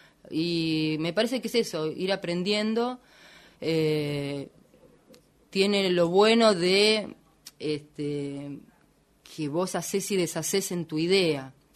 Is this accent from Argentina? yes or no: yes; Buenos Aires, Argentina; also born or lived in Tres Arroyos; Yo soy de Oriente, un pueblito muy chiquitito, claro, que queda cerca de Bahía Blanca.